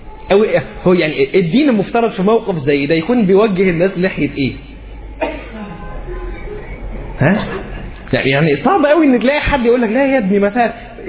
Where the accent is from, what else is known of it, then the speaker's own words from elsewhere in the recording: Egypt; عندنا في مصر منتشر مساله ان هو تبقى هي محجبه وبتلبس فستان